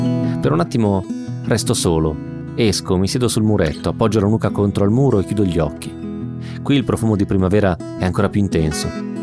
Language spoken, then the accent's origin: Italian; Sondrio, Lombardy, Italy; moved away as an adult; now in Milan, Italy; Erano 9 anni ormai che non passavo 8 settimane intere consecutive nella mia città natale, Sondrio.